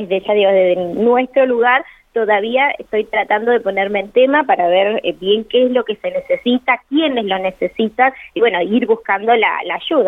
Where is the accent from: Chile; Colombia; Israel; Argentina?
Argentina; Santa Rosa, La Pampa; soy acá de Santa Rosa, La Pampa